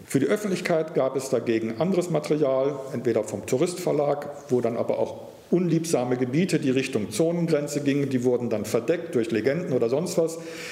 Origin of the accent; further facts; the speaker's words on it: North Rhine-Westphalia, Germany; ich bin am Niederrhein aufgewachsen, dort gab es einen Flughafen der Royal Air Force.